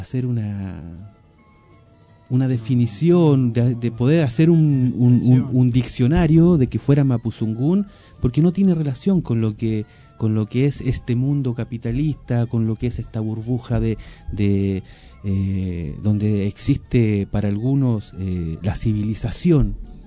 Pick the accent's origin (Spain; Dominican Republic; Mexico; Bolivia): Bolivia; lo puedo decir no como boliviano, sino como pueblo originario, pueblo mapuche